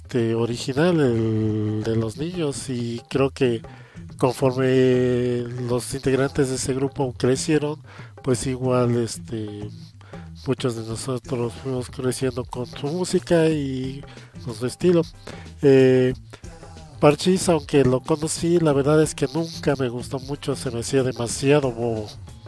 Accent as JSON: {"language": "Spanish", "country": "Mexico", "said": "Pues como todo mexicano, todo niño mexicano de ese entonces, pues me acuerdo bien de las canciones más famosas"}